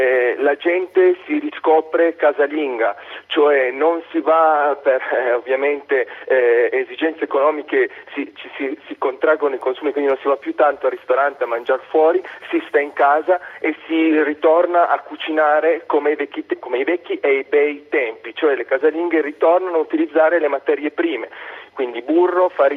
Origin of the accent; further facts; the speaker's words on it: Cuneo, Piedmont, Italy; perché io sono di Cuneo